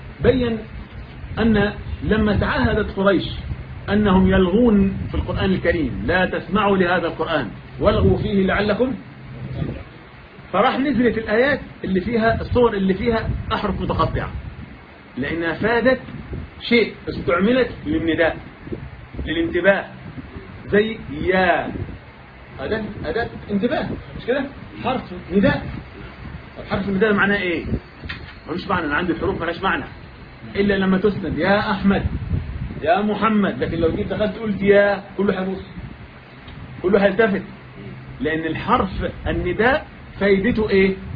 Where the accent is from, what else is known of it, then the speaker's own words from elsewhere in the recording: Egypt; لكن احنا عندنا كمصريين كل هذه ايه؟ طوائي